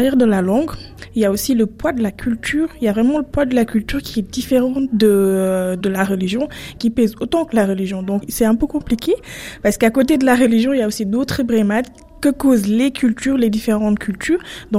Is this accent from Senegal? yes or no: yes; Senegal; Alors qu'en tant que Sénégalaise, en tant que femme subsaharienne, bah, je me demande quelle est la place des femmes